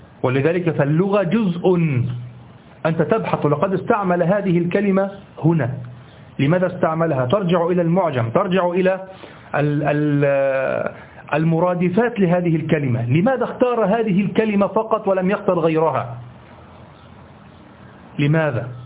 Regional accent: Egypt; الذي يسمى عندنا في مصر الهباب

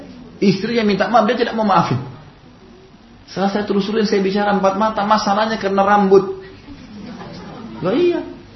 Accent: Makassar, South Sulawesi, Indonesia; Di Makassar, karena saya dari Makassar, ada kebiasaan orang Makassar

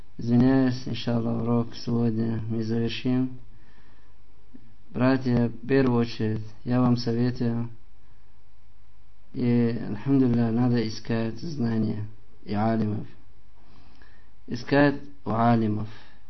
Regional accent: Russia; Я сам россиянин.

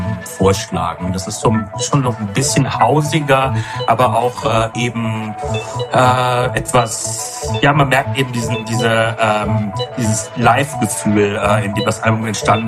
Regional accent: Rhineland, Germany; moved away as an adult; now in Berlin, Germany; ich habe vorher 8 Jahre in Berlin gewohnt oder knapp 8 Jahre davor, 29 Jahre im Rheinland, wo ich aufgewachsen bin auch und bin aber aus dem Dorf nach Berlin gezogen

